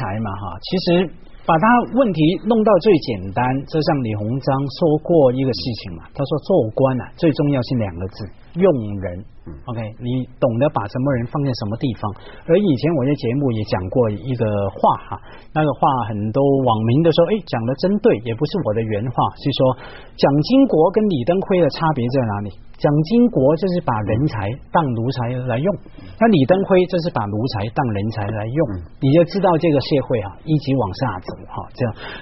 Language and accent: Chinese; Hong Kong; 因为我们在香港长大